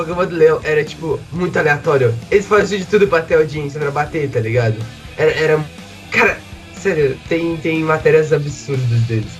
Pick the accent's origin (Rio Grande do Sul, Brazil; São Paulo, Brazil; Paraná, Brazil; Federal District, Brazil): Rio Grande do Sul, Brazil; Tipo assim, eu sou do Rio Grande do Sul, certo?